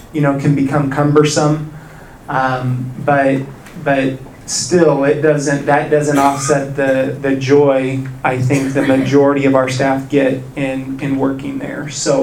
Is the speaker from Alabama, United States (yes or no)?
no; Overland Park, Kansas, United States; also born or lived in Blair, Nebraska; We're originally from the Midwest, was born in Blair, Nebraska, which is just north of Omaha. But have spent most of my time in the Kansas City area in Overland Park, Kansas.